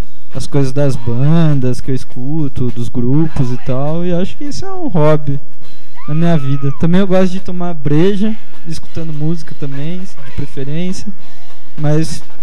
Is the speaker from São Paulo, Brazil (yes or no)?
yes; Curva do Rio, São Paulo, Brazil; now in São Carlos, Brazil; Nascido e criado na Curva do Rio, do interior paulista. É, vim parar aqui em São Carlos por acaso.